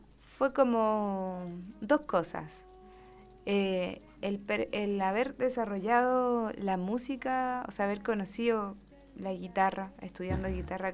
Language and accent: Spanish; Curimón, Valparaíso, Chile; also born or lived in Viña del Mar / Bucalemu; Y después me fui al Valle de la Aconcagua, a Bucalemu. Uh-huh. Y ahí estuve un poquito de mi infancia, hasta los 6 años. Y después me fui a un pueblito muy cercano, que es Curimón